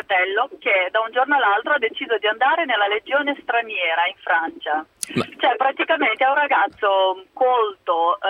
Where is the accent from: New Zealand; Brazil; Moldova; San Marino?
Moldova; now in Italy; Sono Moldava.